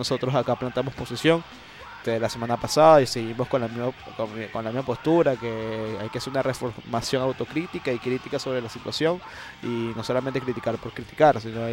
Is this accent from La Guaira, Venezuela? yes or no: no; Caracas, Capital District, Venezuela; nosotros somos, antes de ser venezolanos, ser caraqueños, somos latinoamericanos.